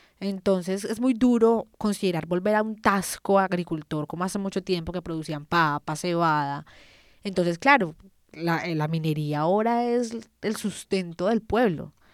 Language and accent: Spanish; Colombia; es lamentable que nosotros como colombianos no tengamos conciencia de la importancia de estas cosas